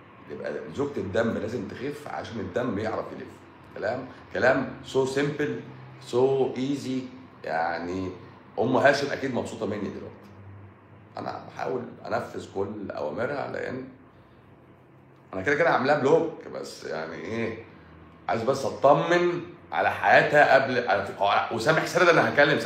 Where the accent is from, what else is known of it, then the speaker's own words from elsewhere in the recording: Egypt; احنا مصريين بقى حرف السين بيبقى تقيل، بقى تقيل على لساننا